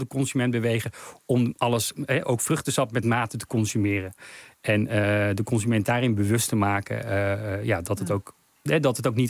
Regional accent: Netherlands; ik ben ook echt wel van mening dat we als Nederlanders te veel suiker consumeren

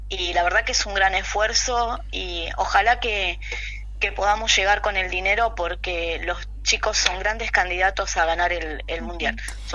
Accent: Argentina; Aparte, como argentinos, es impensado un mundial de fútbol sin Argentina.

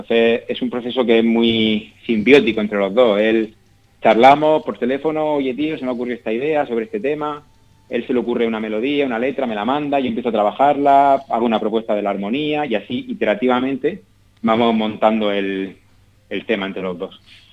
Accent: Region of Murcia, Spain; todos los miembros de la banda somos de Murcia, aunque yo ahora mismo no vivo allí, pero todos somos de allí.

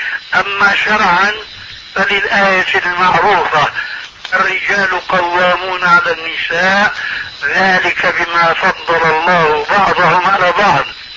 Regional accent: Syria; عندنا في سوريا

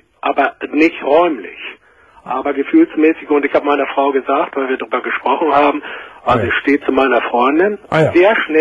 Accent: Hamburg, Germany; ich komme aus Hamburg

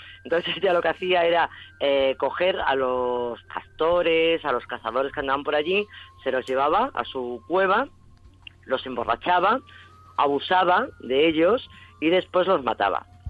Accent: Extremadura, Spain; Era la que menos me gustaba de Extremadura y ahora, sin embargo, es la que más me gusta

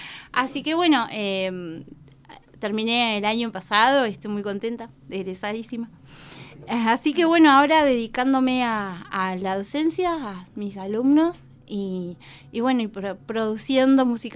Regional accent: Jujuy, Argentina; now in La Plata, Argentina; Yo soy jujeña.

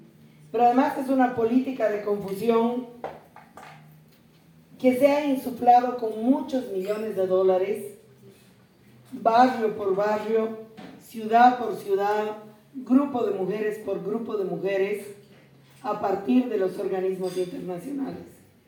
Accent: Bolivia; yo soy boliviana, y como boliviana

